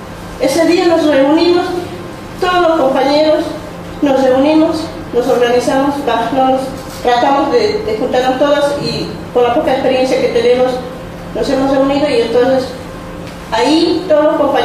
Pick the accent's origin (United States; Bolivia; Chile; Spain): Bolivia; soy inmigrante boliviana.